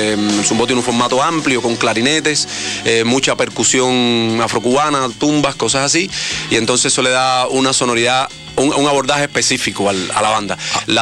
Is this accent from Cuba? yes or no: yes; Cuba; No, era cubano, soy cubano, sí.